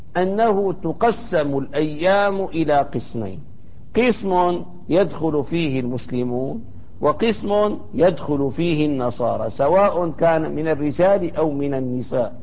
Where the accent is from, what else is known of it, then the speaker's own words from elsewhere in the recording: Damascus, Damascus Governorate, Syria; كان الأمر السائد حتى في بلدتنا دمشق